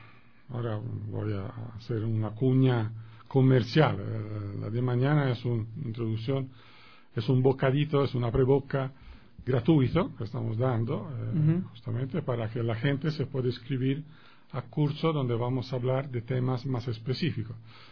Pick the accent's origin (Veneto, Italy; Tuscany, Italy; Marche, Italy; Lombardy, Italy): Tuscany, Italy; Florence; Spanish is a second language; Yo vuelvo y repito, soy italiano, soy florentino, nosotros tenemos en la ciudad un museo al aire abierto